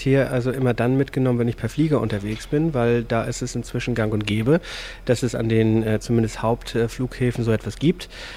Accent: Hamburg, Germany; Ich komme aus Hamburg, bin in den Medien tätig und viel unterwegs.

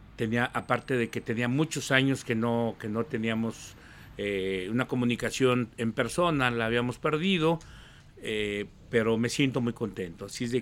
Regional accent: Tlaquepaque, Jalisco, Mexico; born there; vengo de una familia de artesanos, nací en Tlaquepaque

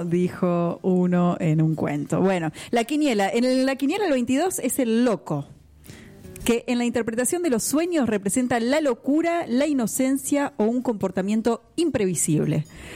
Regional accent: Mar del Plata, Buenos Aires Province, Argentina; Yo soy nacida en Mar del Plata, así que me crié sabiendo nadar.

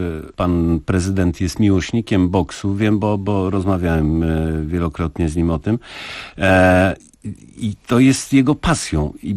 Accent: Ostrów Mazowiecka, Masovian Voivodeship, Poland; now in Żyrardów, Poland; ja jestem z Ostrowi Mazowieckiej, od niedawna mieszkam w Żyrardowie.

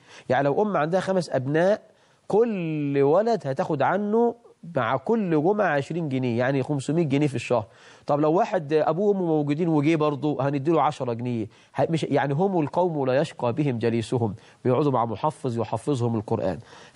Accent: Egypt; أسأل الله عز وجل أن يجعل بلدنا مصر أمنا أمانة

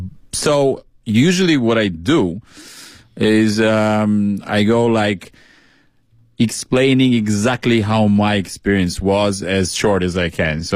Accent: Albania; Albania. Well, your people.

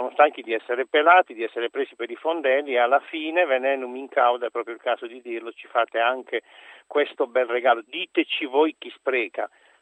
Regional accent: Toritto, Apulia, Italy; now in Verona, Italy; Io vivo qui a Verona, ma sono originario di Torito, in provincia di Bari.

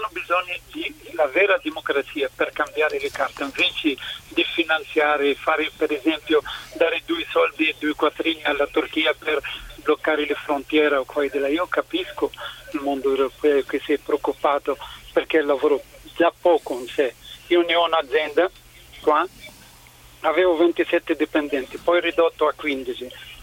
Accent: Tunisia; Italian is a second language; Sono tunisino, ho passato anch'io la primavera.

